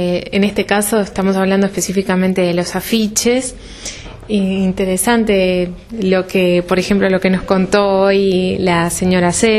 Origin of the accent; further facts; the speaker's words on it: Montevideo, Uruguay; Yo soy de Montevideo, soy de la capital.